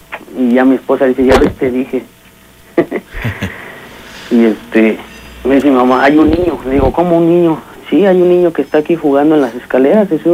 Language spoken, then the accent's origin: Spanish; Veracruz, Mexico; Y te digo que somos originarios de Veracruz, ¿no?